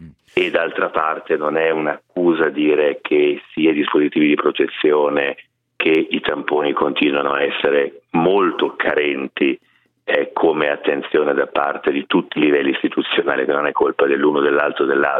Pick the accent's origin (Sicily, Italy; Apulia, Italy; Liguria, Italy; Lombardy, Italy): Lombardy, Italy; Milan; anche da milanese mi fa tanto tanto piacere